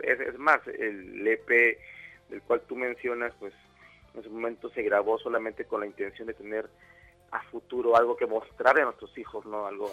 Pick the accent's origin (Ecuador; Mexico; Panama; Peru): Mexico; estamos como que siendo mexicanos orgullosos de todo eso